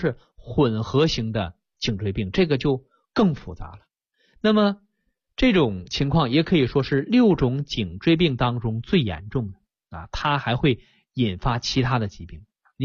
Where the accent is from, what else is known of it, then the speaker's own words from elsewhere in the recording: China; 我们中国人造字儿一个字儿是一个字儿啊